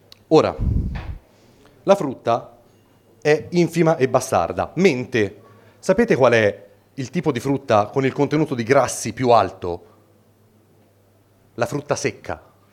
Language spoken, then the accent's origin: Italian; Florence, Tuscany, Italy; si sente dall'accento? Sì. Io vengo da Firenze, dicono che noi toscani siamo un po' campanilisti e chiusi